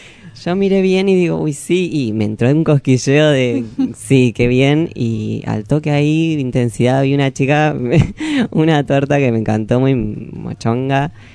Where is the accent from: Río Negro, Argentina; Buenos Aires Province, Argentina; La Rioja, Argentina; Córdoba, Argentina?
Buenos Aires Province, Argentina; Saladillo; De Saladillo.